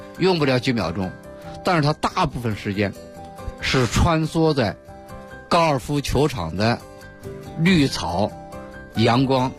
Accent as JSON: {"language": "Chinese", "region": "Beijing", "country": "China", "said": "尤其是我们北京人啊"}